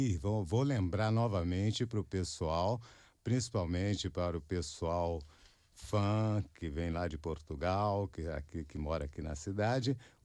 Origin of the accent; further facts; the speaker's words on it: Niterói, Rio de Janeiro, Brazil; até o pessoal de Niterói, lá da minha cidade, também está aprendendo a se integrar.